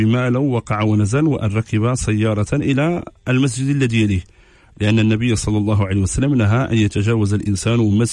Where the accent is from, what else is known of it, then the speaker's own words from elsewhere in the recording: Casablanca, Casablanca-Settat, Morocco; انا راه حتى انا ولد الدار البيضاء راه تنفهم هذه اللغه